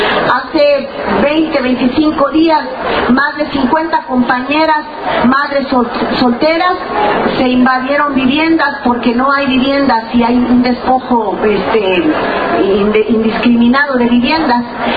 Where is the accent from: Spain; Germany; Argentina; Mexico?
Mexico; de México, del Movimiento de Liberación Nacional.